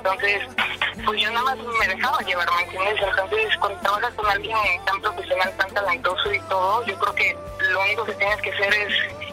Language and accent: Spanish; Guadalajara, Jalisco, Mexico; estaba con mi prima en Guadalajara, justamente, que es de donde yo soy